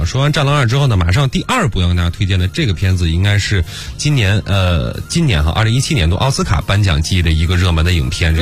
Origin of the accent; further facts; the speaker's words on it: China; 我们中国人